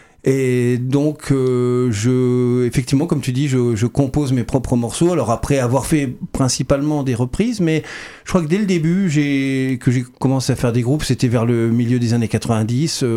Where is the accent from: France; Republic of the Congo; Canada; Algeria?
France; Saint-Avold, Grand Est; Ouais, alors moi je viens de Saint-Avold en Moselle, le 57, la Moselle Est.